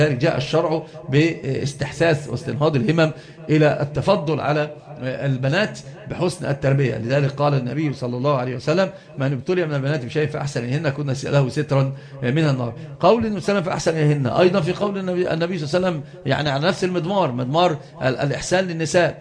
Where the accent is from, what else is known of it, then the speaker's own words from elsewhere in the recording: Upper Egypt, Egypt; عندنا في الصعيد وأنت تعرفون كنت بقى صعيد